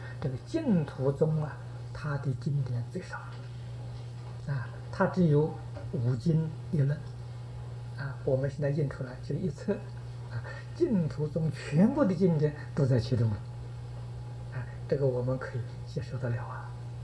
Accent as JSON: {"language": "Chinese", "country": "China", "said": "这就是我们中国人讲的师承"}